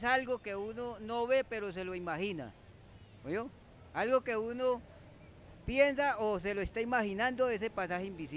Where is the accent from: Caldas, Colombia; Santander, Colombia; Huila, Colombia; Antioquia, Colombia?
Antioquia, Colombia; Yo soy del Urabá.